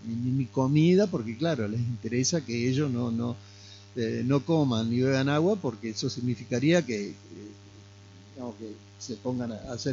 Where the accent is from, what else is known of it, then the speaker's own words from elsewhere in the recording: Concordia, Entre Ríos, Argentina; en mi adolescencia en Concordia yo habré conocido 2 o 3 sumo veterinarios